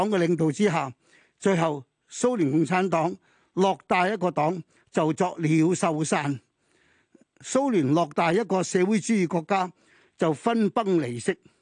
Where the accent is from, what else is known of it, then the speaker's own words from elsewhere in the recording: Hong Kong; 我哋作為一個香港人，我自己喺香港咁耐，出生到長大、學習到而家邁入去呢、這個老年嘅階段